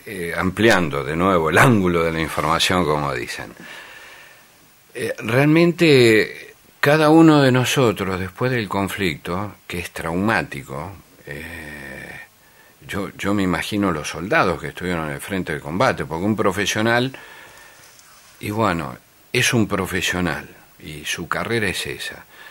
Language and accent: Spanish; Argentina; nosotros somos, el argentino es muy exitista, es como el campeonato del mundo